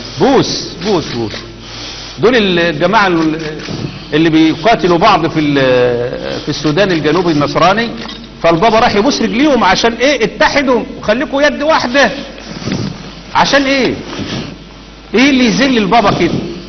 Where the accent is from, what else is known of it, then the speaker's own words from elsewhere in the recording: Egypt; اللي عندنا في مصر